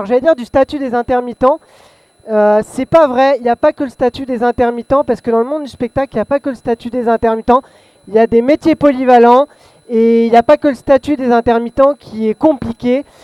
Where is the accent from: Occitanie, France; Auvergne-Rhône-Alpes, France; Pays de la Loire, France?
Pays de la Loire, France; Le Mans; Pour info, je suis du Mans, et même au Mans, qui est une petite ville, ça commence.